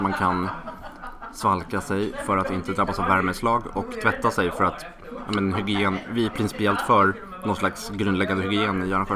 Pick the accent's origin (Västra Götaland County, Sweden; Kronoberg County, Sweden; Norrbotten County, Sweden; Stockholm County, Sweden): Stockholm County, Sweden; Stockholm; Sa jag att jag kommer från Stockholm?